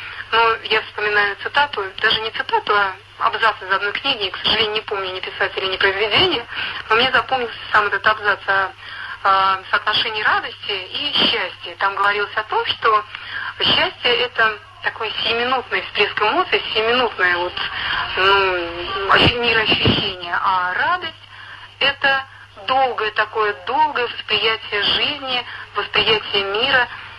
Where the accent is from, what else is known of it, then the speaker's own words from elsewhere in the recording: Nizhny Novgorod, Nizhny Novgorod Oblast, Russia; я из Нижнего Новгорода.